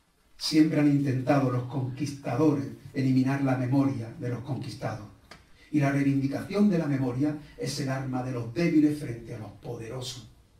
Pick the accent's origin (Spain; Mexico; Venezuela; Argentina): Spain; Almodóvar del Río, Andalusia; born there; Yo nací en Almodóvar del Río, un pueblo cerca de Córdoba. Yo soy el almodóvarí.